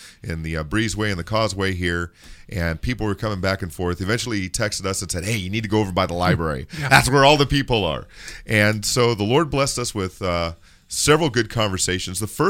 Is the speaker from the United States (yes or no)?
yes; California, United States; Now, I'm from Southern California.